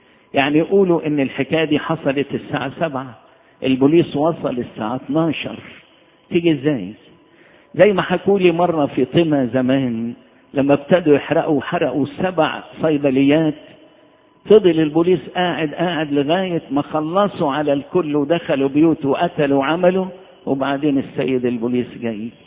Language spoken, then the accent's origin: Arabic; Egypt; أنا بفتخر إن أنا مصري وفرحان إني أنا مصري